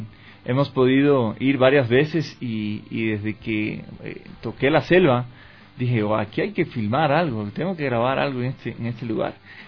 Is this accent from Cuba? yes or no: yes; Cuba; moved away as an adult; now in Ecuador; Soy cubano, nací allá, estoy radicado en el Ecuador desde 1998. Vine ese año justamente a estudiar comunicación social en el Centro Cristiano de Comunicaciones de HCJB.